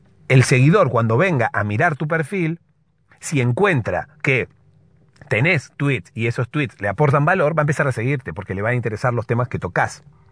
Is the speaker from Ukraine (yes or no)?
no; Argentina; Se nota que soy de Argentina.